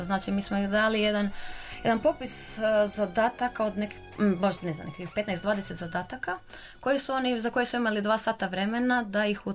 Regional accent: Croatia; dolazimo iz Hrvatske, a svi žele posjetiti Hrvatsku

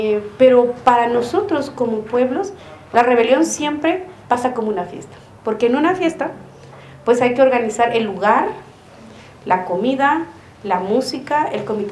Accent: Guatemala; el 2 de octubre en mi pueblo, en Guatemala, amanecieron con 26 puntos parados

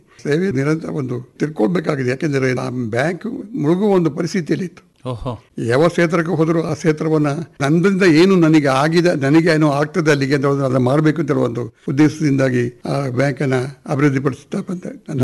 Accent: Biligiri, Karnataka, India; ಅಲ್ಲಿಂದ ಬಿಳಿಗಿರಿಯಲ್ಲಿ 5 ವಿದ್ಯಾಭ್ಯಾಸ ಮಾಡಿ, ಹಾಕತೂರಿನಲ್ಲಿ 3 ವಿದ್ಯಾಭ್ಯಾಸ ಮಾಡಿ, ಮಡಿಕೇರಿಯಲ್ಲಿ ಸೆಂಟ್ರಲ್ ಹೈಸ್ಕೂಲಲ್ಲಿ ವಿದ್ಯಾಭ್ಯಾಸ ಮಾಡಿದೆ.

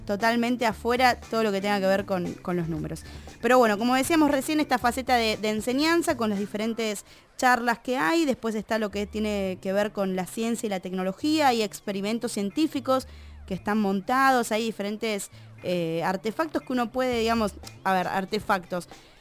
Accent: Bariloche, Río Negro, Argentina; Yo vengo de Bariloche, rock and roll, descontrol.

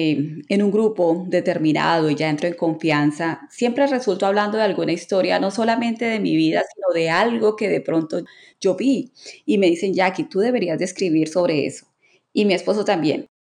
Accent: Colombia; La verdad es que para mí, como colombiana, en el grupo de escritoras de romántica

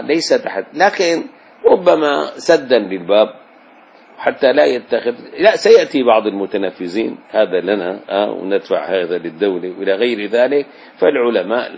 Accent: Damascus, Damascus Governorate, Syria; يعني لحنا لو رجعنا لدمشق بلدنا نجد سابقا فيها البيوت

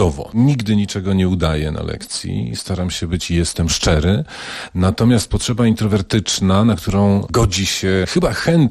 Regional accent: Cieplice, Lower Silesian Voivodeship, Poland; Ja jestem w pierwszym pokoleniu stąd i postanowiłem sobie udowodnić to, że jestem stąd

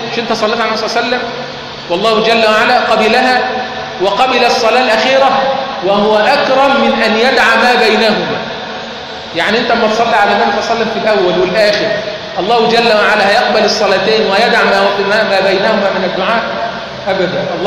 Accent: Egypt; اللهم اجعل بلدنا مصر امنا امانا

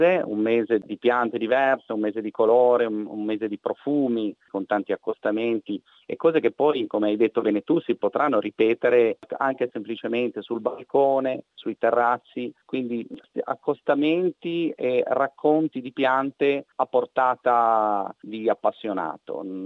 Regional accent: Liguria, Italy; Poi io vengo dalla Liguria, il ponente savonese rappresenta forse il distretto produttivo di piante aromatiche in vaso più importanti al mondo.

